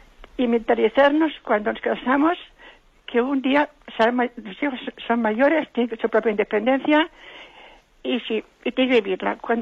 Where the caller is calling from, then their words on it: Valencia, Spain; de Valencia.